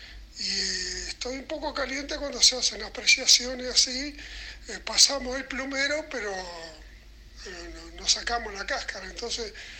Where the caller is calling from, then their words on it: Punta de Rieles, Montevideo, Uruguay; de Punta de Rieles. Un abrazo.